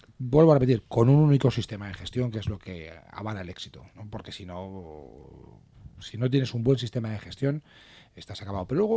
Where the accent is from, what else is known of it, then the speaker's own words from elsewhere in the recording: Madrid, Community of Madrid, Spain; De Madrid.